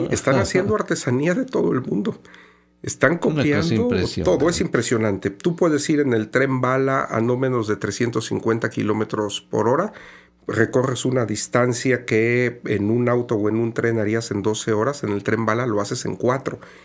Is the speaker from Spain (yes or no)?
no; Mexico; Mi participación fue como mexicano, ¿no?